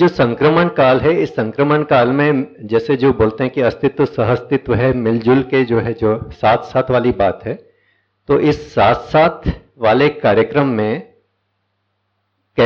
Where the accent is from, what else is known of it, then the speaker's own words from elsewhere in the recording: Raipur, Chhattisgarh, India; मैं रायपुर से हूँ।